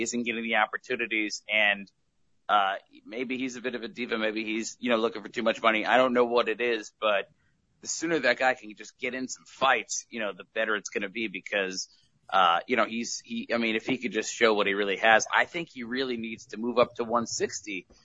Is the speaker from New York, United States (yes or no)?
no; Connecticut, United States; Well yes, but what happened is that I'm from Connecticut, and in the 1990s...